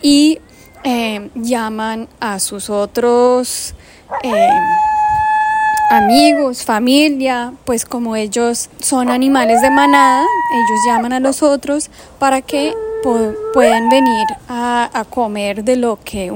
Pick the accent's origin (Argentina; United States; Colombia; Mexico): United States; California; Yo crecí en un lugar en California, en los Estados Unidos, llamado el Valle de los Conejos, porque allá hay muchos conejos silvestres.